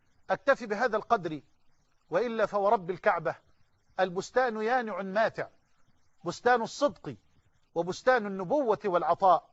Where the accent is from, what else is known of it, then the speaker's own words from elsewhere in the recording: Egypt; اللهم اجعل بلدنا مصر أمنا أمانا سخاء رخاء